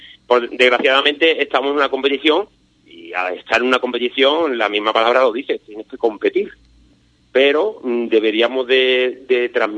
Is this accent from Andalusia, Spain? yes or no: yes; Ubrique, Andalusia, Spain; la mayoría son de Ubrique, somos 9 de Ubrique